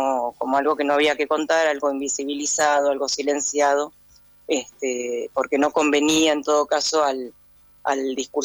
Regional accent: El Bolsón, Río Negro, Argentina; yo soy de acá, del Bolsón. Yo soy socióloga, estudié allá en Buenos Aires, pero nací acá en el Bolsón, me crié acá en el Bolsón

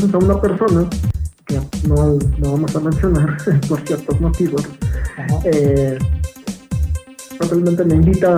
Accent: Naucalpan, State of Mexico, Mexico; now in Mexico City, Mexico; Tengo 21 años. Soy originario del Estado de México, justamente del municipio de Naucalpan. Actualmente radico, bueno, en la Ciudad de México.

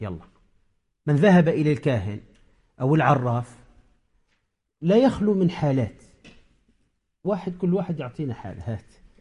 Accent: Tunisia; عندنا في تونس

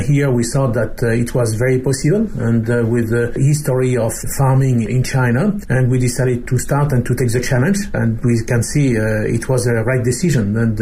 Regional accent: Brittany, France; born there; English is a second language; I was born in France, in Brittany, in Western France, in a family of farmers and artisans in the food and beverage business.

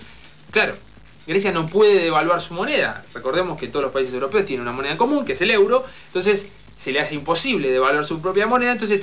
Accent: Argentina; Algo que se hubiese pasado acá y se dice, claro, ¿qué querés? Somos argentinos.

